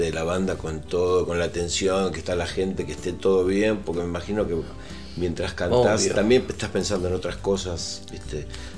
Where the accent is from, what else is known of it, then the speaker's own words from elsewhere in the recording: Buenos Aires, Argentina; Sí, Flores y Caballito.